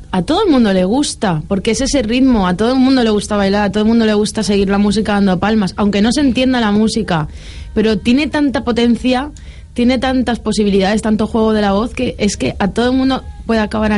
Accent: Valencian Community, Spain; como buena valenciana y fallera.

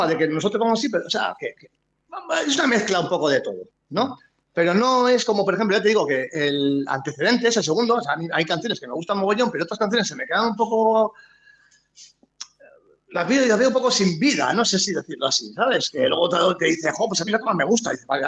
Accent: Bilbao, Basque Country, Spain; Estaba lloviendo y tal. Y dice, bueno, hostia, fresquito, estaba bien. Como somos de Bilbao, estaba bien.

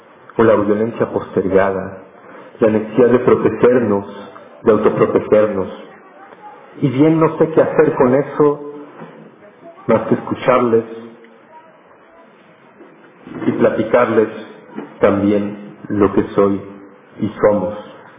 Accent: Mexico City, Mexico; yo soy de Ciudad Monstruo, de Ciudad de México

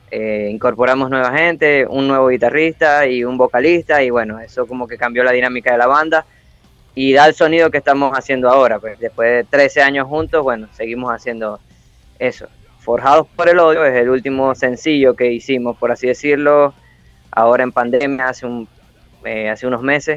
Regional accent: Venezuela; Somos venezolanos, tenemos demasiada tela donde cortar.

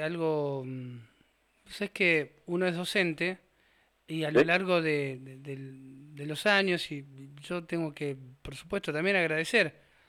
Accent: Ingeniero Budge, Buenos Aires, Argentina; soy del conurbano, de Ingeniero Budge

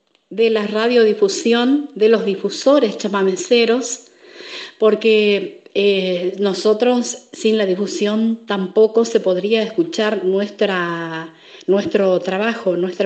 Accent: Formosa, Argentina; Vengo de la provincia de Formosa

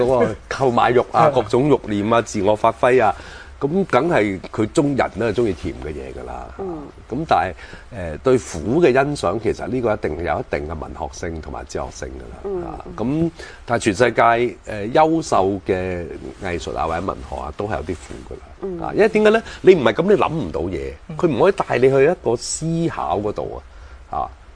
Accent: Fujian, China; 因為我係福建人，我就知

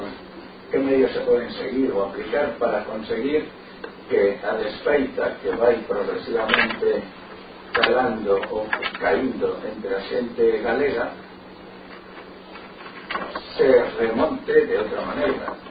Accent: Galicia, Spain; presentámonos como galegos

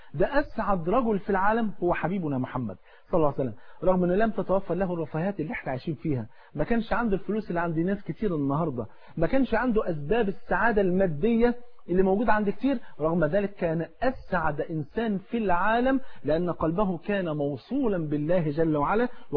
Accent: Egypt; تعرف الفول عندنا في مصر فرض عين

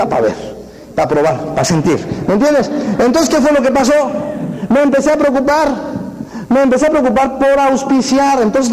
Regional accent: Mexico; Ay, no, Diosito, yo soy mexicano.

